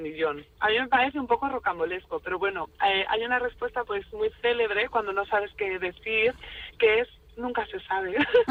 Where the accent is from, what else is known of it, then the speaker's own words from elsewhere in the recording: northern Spain, Spain; yo soy del norte, yo soy norteña